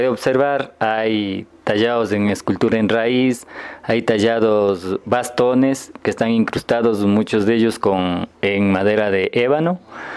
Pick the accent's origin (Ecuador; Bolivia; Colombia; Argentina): Ecuador; San Pablo, Imbabura; yo como sanpaoleño tengo el orgullo de haber realizado el altar de aquí, de mi iglesia, de mi pueblo.